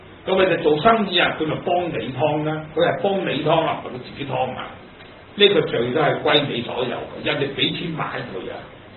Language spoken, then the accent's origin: Cantonese; China; 嗱，反觀我哋自己中國人，有幾多個頭咁高？